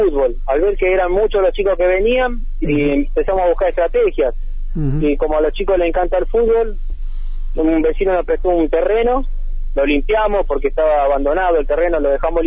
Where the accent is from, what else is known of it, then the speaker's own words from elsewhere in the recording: Argentina; el barrio Conet, donde yo nací, porque yo vivo ahí todavía, el barrio Conet tiene 50 años